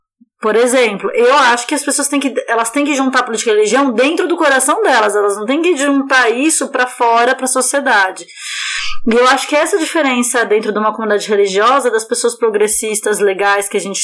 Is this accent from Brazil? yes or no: yes; Brazil; born there; a gente nasceu no Brasil.